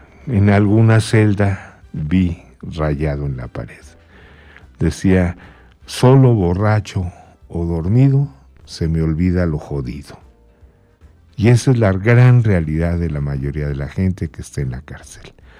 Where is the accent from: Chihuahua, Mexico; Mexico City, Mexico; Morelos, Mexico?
Mexico City, Mexico; Iztapalapa; No, yo vengo de Iztapalapa.